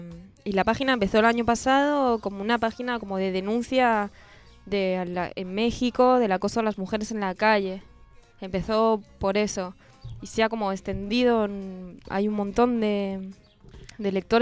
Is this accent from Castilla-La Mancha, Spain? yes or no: no; Cercedilla, Community of Madrid, Spain; todos saben que soy de España, de un pueblito que se llama Cercedilla